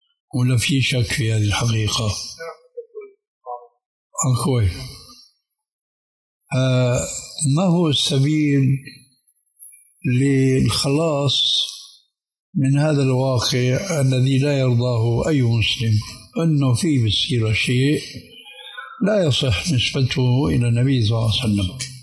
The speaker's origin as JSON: {"language": "Arabic", "country": "Syria", "said": "عندنا في سوريا"}